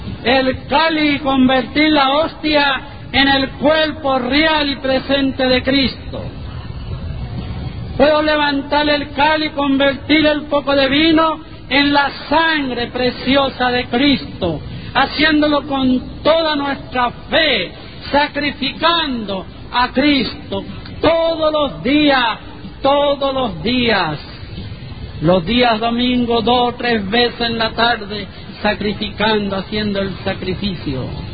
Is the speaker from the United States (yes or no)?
yes; Texas, United States; mis abuelos, que son los que me criaron en Texas